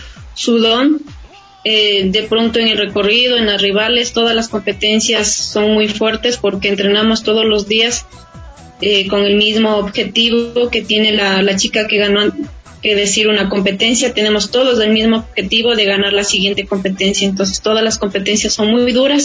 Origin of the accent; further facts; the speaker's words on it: Ambato, Tungurahua, Ecuador; born there; now in Quito, Ecuador; yo nací en Ambato. En Pasa, mi madre nos trajo a la capital, por eso radicamos acá